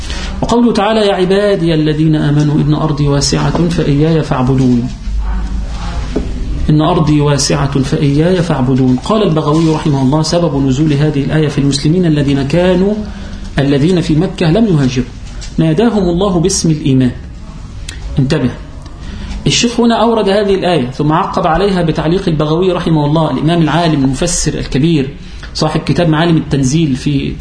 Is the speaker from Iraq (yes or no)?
no; Upper Egypt, Egypt; والجماعة في عندنا في الصعيد وفي القرى ونحو ذلك يقولون إيه؟